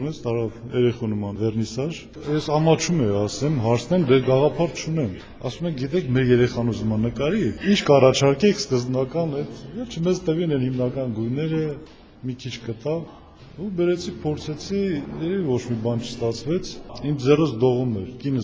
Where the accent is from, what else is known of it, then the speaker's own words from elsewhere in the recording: Berdashen, Nagorno-Karabakh, Azerbaijan; also born or lived in Stepanakert; Ծնվել եմ Բերդաշենում, Մարտունու շրջանի։ Դպրոցը մինչև 4-րդ դասարանը գյուղում եմ եղել, այնուհետև Ստեփանակերտ։